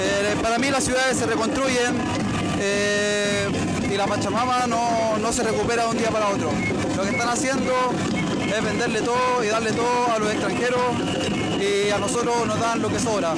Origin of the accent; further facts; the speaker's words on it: Talcahuano, Biobío, Chile; soy de aquí de Talcahuano.